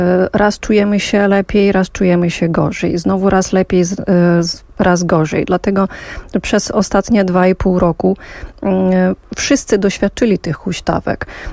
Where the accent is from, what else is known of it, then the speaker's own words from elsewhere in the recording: Vinnytsia Oblast, Ukraine; Ja natomiast dorastałam w obwodzie winnickim, który jest na południowy zachód od Kijowa, mniej więcej 2,5 godziny.